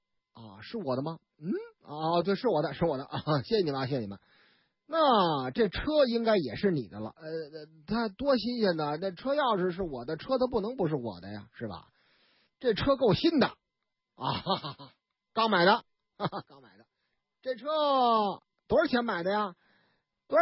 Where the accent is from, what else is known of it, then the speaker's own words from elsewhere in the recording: Henan, China; 我老家河南郑州洛阳，是吧？那一带的故事